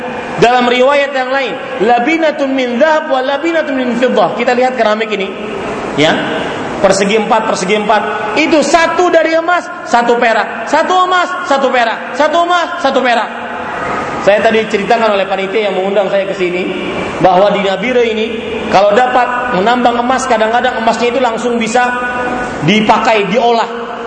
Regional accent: Banjarmasin, South Kalimantan, Indonesia; Din, pulang ke Indonesia. Kenapa pak? Di Banjarmasin kota saya lagi musim durian.

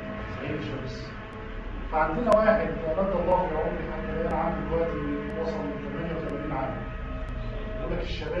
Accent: Egypt; احنا في عندنا في مصر لو تسمعوا عن تربية عين شمس

